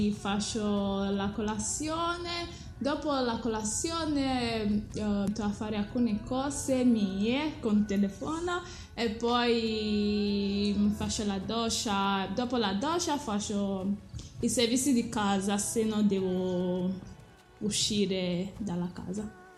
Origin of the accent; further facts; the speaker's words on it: Nigeria; Italian is a second language; No, sono nata in Nigeria e i miei genitori sono nigeriani. Rispondo tranquillamente, dico vengo da Nigeria e sono una nigeriana.